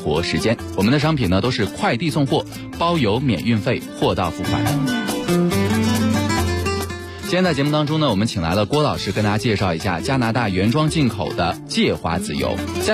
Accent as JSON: {"language": "Chinese", "country": "China"}